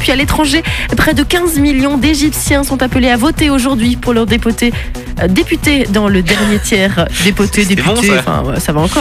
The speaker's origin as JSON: {"language": "French", "country": "Belgium", "said": "C'est une première européenne et ça se passe chez nous en Belgique."}